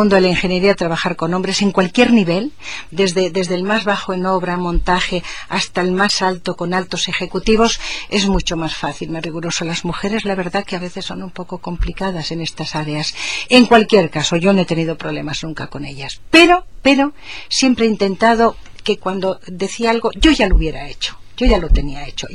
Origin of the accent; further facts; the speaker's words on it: Aragon, Spain; y naturalmente me siento profundamente aragonesa